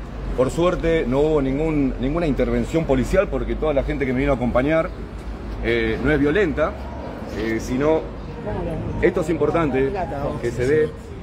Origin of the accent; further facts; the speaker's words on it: Uruguay; Somos todos uruguayos